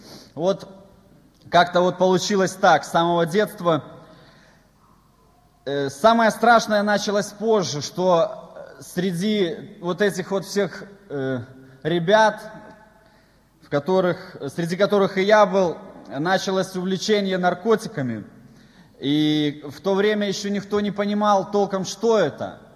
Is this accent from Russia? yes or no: no; Svetlahorsk, Gomel Region, Belarus; born there; Мне 27 лет, и я родился в Белоруссии, в Светлогорске. И скажу, в нормальной семье родители рабочие, простые